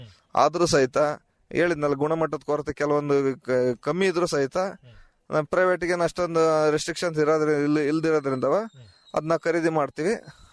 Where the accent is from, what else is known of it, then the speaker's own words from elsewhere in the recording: Ramanahalli, Karnataka, India; ನಮ್ದು ರಾಮನಹಳ್ಳಿ